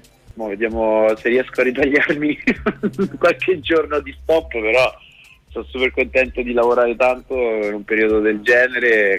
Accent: Rome, Lazio, Italy; Vengo da Roma.

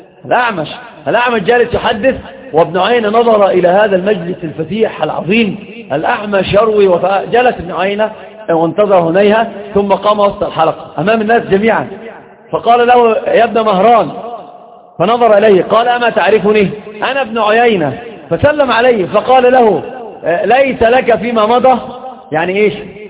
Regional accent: Egypt; سيب بورسعيد دي في القاهره يعني عندنا في مصر

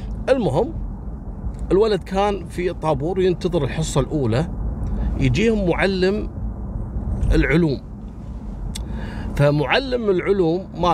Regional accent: Kuwait; اللي عندنا في الكويت

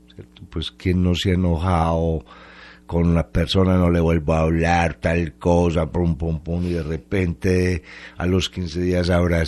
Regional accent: Colombia; los colombianos no somos todos malos

